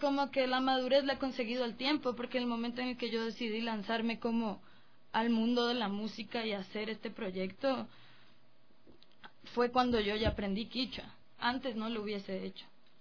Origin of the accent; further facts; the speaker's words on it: Colombia; de la realidad en la que yo crecí en Colombia